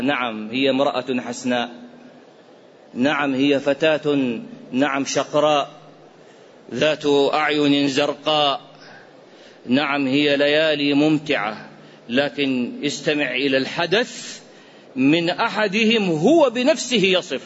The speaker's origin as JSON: {"language": "Arabic", "country": "Iraq", "said": "قصة وقعت عندنا في العراق"}